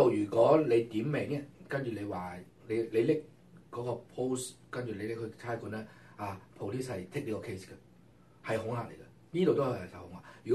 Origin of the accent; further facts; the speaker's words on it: Haifeng, Guangdong, China; 我鄉下隔離啦，係咪先啊？係嘛？烏坎村係喺陸豐，我話海豐。